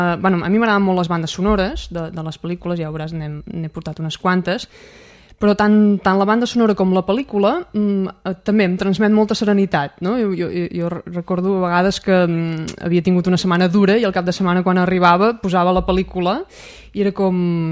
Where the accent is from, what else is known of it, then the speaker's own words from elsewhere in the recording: Banyoles, Catalonia, Spain; Vaig anar a l'escola a Banyoles, vaig anar a l'institut a Banyoles